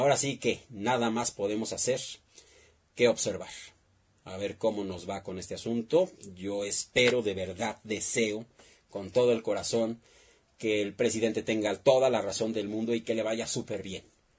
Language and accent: Spanish; Mexico; Es una chamba de todos nosotros como mexicanos.